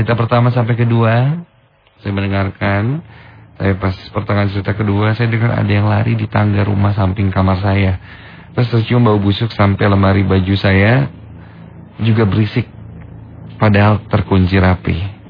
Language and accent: Indonesian; Banjarsari, West Java, Indonesia; now in Bandung, Indonesia; Tempat tinggal aku sekarang di daerah Cicadas, Cicahem. Aku berasal dari kota Banjarsari, Ciamis.